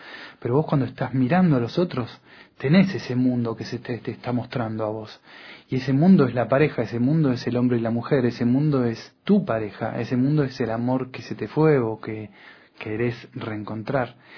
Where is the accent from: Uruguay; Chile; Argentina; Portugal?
Uruguay; now in France; yo soy uruguayo, y hace muchos años que estoy en Francia